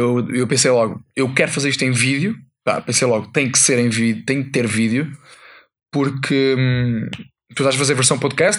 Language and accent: Portuguese; Portugal; eu como bom português que sou